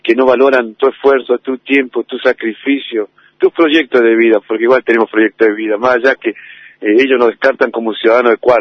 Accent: Tierra del Fuego, Argentina; now in Río Negro, Argentina; mis nietos son rionegrinos, tengo familia rionegrina y bueno, yo soy oriundo de Tierra del Fuego, pero vine hace mucho tiempo acá y me encariñé con este lugar, me gustó.

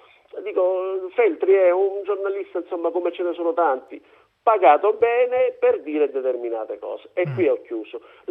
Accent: Messina, Sicily, Italy; Io avrà capito, sono di Messina, quindi la cosa mi preme.

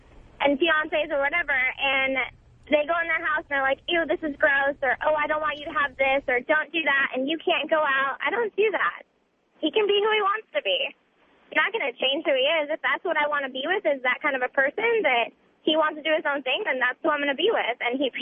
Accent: California, United States; Where am I from? California. Somewhere that you're not.

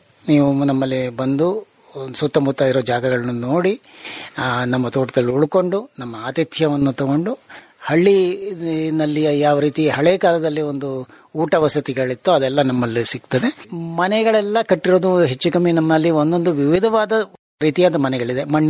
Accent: Kotekere, Karnataka, India; ನಮ್ಮ ಊರು ಕೋಟೆಕೆರೆ ಅಂತನ್ಬಿಟ್ಟು ಗ್ರಾಮ, ಬೇಗೂರು ಹತ್ರ ಇದೆ, ಗುಂಡ್ಲುಪೇಟೆ ತಾಲೂಕಿನಲ್ಲಿ.

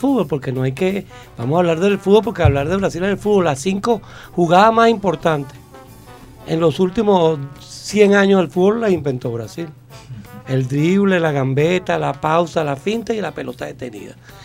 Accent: Bolívar, Venezuela; ¿Y cómo vamos a hacer turismo nosotros si nosotros somos de Bolívar?

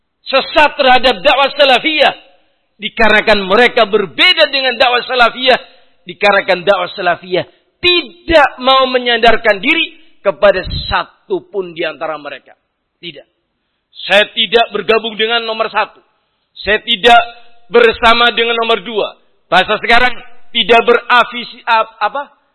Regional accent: Central Java, Indonesia; Saya orang Banyumasan kok.

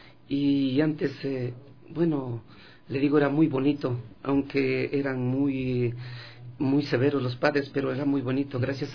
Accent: San Isidro, Carchi, Ecuador; Bueno, yo soy del Carchi, del Cantón Espejo, parroquia de San Isidro.

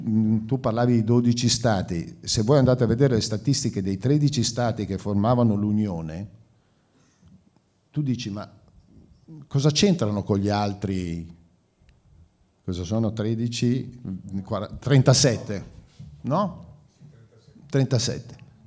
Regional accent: Milan, Lombardy, Italy; gli ho detto sono di Milano in Italia.

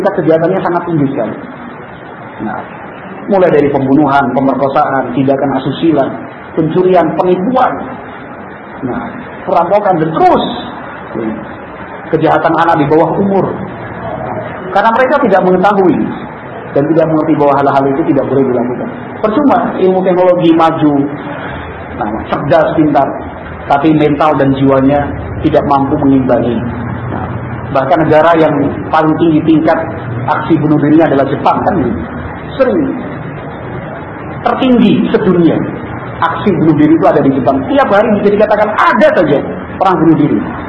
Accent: Java, Indonesia; Kalau kita orang Jawa kan, wun maring-maring den.

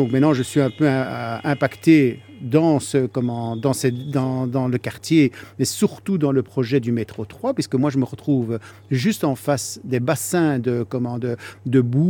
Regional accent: Brussels, Brussels-Capital Region, Belgium; born there

